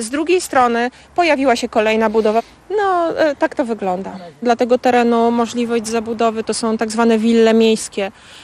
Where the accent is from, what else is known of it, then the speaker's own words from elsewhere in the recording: Warsaw, Masovian Voivodeship, Poland; Ja tutaj mieszkam od urodzenia, czyli od 40 lat. I ten dom, w którym mieszkamy, jest tutaj od 66 roku. Mieszkali tu moi dziadkowie, rodzice.